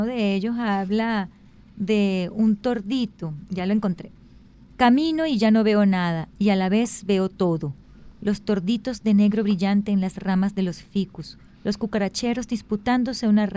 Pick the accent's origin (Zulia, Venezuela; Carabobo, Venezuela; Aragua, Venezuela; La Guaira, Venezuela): Aragua, Venezuela; Maracay; Bueno, como ustedes saben, yo crecí en Maracay